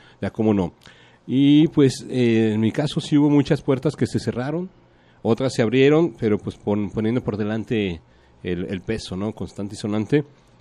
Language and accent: Spanish; Mexico; no te creas que uno como mexicano te permites esos logros